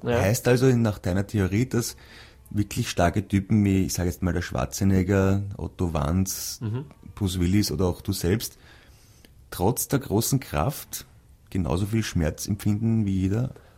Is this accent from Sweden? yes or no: yes; Sweden; German is a second language; Ich bin aus Schweden.